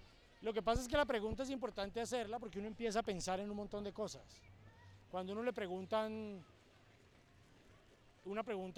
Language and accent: Spanish; Tuluá, Valle del Cauca, Colombia; Yo no soy de Cali, sino de Tuluá, que es un pueblo que está ahí cerquita de Cali, donde es el Tino Asprilla, es el único que es famoso.